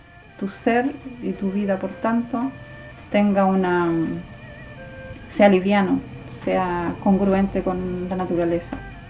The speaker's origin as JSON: {"language": "Spanish", "town": "Santiago", "region": "Santiago Metropolitan", "country": "Chile", "tie": "born or raised there", "also_born_or_lived": "Valdivia", "said": "nací en Valdivia, pero la vida de mis padres se tejió para Santiago. Entonces ahí hice después mis estudios, me casé, hice familia, mis hijos. Pero siempre vinculada a Valdivia"}